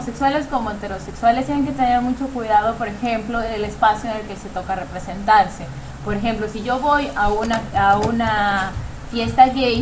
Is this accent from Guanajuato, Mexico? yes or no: no; Yucatán, Mexico; Y eso no nos quita nuestra esencia como ni mexicanos ni como yucatecos, ni niega nuestra perspectiva sexual, exacto. Yo me declaro católica, apostólica, romana, conservadora, moralina y panista